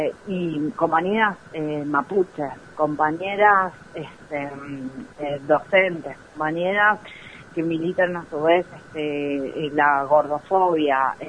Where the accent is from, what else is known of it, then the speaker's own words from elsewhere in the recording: San Luis, Argentina; yo no soy cava centrista porque no soy de Buenos Aires, soy puntana.